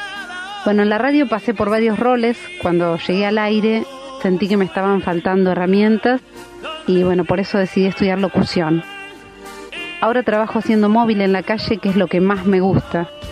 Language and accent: Spanish; Balcarce, Buenos Aires Province, Argentina; born there; now in La Plata, Argentina; nací en Balcarce, hace casi 40 años. Vine a La Plata a los 17